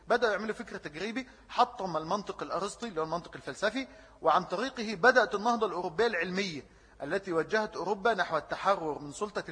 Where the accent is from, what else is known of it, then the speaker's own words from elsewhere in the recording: Egypt; الكلام ده بيتكرر عندنا في مصر